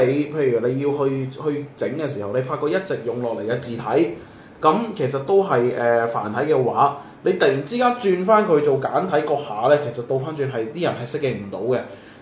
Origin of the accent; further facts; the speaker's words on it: Guangzhou, Guangdong, China; 我哋廣州人